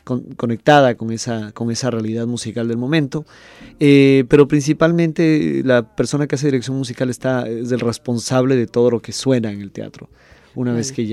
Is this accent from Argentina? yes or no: no; Ecuador; es un honor, honestamente, y como ecuatoriano, un orgullo.